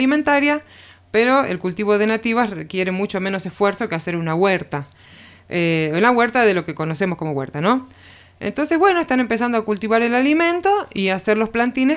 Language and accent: Spanish; Buenos Aires, Argentina; born there; now in Villa de las Rosas, Argentina; yo nací en Capital Federal, en Buenos Aires, en el año 2011 me voy a vivir a Tras la Sierra, a Villa de las Rosas